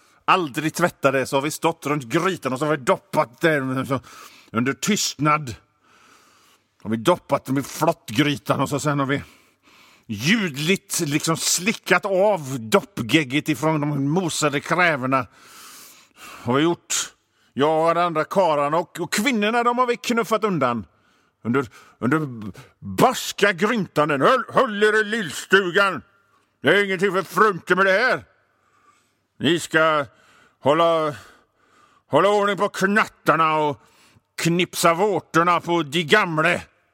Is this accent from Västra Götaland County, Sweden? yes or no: yes; Hönö, Västra Götaland County, Sweden; also born or lived in Mölndal; För jag är ju från Bohuslän. Jag är född i Mölndal i och för sig. Men sen så togs jag en liten korg i en vit Opel. För det var det faktiskt. Även om det var beige. Ja, skit i det. Till Hönö där jag växte upp.